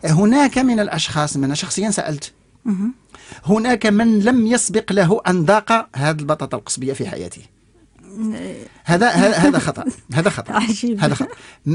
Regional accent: Morocco; ولكن عندنا في المغرب لو سولتي الناس غادي يقول لك نعم

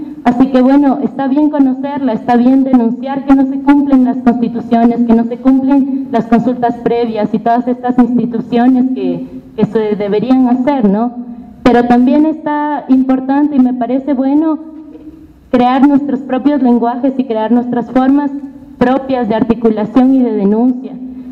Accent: Quito, Pichincha, Ecuador; hemos hecho en Quito, que es de donde vengo yo

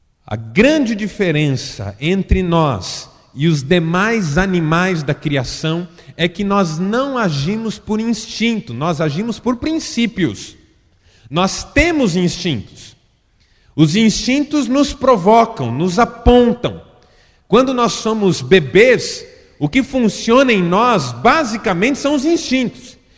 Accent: São Paulo, Brazil; Como eu fui criado em São Paulo, eu passei a minha infância, adolescência e juventude frequentando aquele shopping.

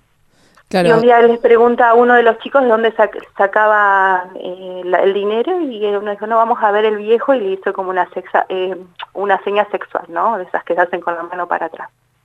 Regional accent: Buenos Aires, Argentina; Yo soy de Buenos Aires, hace 3 años que vivo acá

